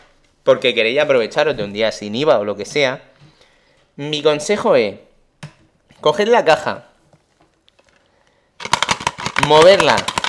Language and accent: Spanish; Murcia, Region of Murcia, Spain; Ya sabe que soy el de Murcia.